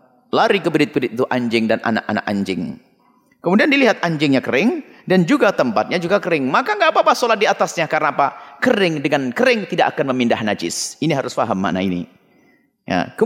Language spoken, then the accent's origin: Indonesian; Blitar, East Java, Indonesia; Ke Blitar kampung halaman saya, ada yang berjuang.